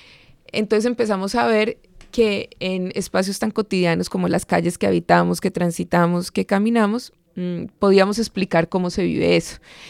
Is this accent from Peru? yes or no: no; Colombia; aunque hay un caso contra el Estado colombiano en la Corte Interamericana de Derechos Humanos, pues en mi país no se hablaba hasta hace muy poco de eso